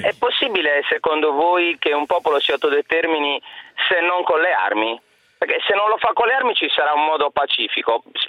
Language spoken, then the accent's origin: Italian; Sardinia, Italy; No, per carità, ci mancherebbe, non sono un sardo cattivo, sono bravo.